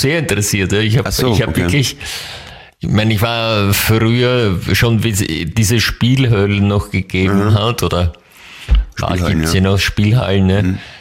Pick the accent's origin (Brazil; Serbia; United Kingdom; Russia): United Kingdom; England; German is a second language; Aber als Engländer.